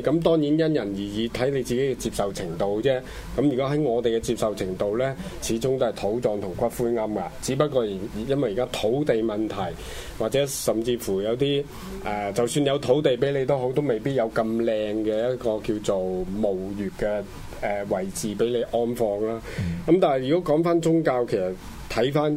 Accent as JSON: {"language": "Cantonese", "country": "China", "said": "我哋中國人會講禁忌"}